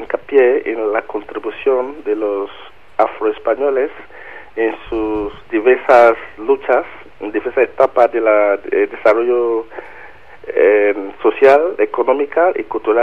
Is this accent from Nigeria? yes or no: yes; Nigeria; now in London, United Kingdom; Soy de Nigeria.